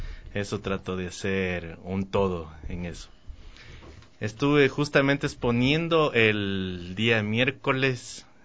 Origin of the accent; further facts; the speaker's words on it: Alamor, Loja, Ecuador; Yo soy de Loja, ¿verdad? Y hay un pueblito que se llama Alamor. Yo soy de Alamor, lojano, o sea, de un pueblo.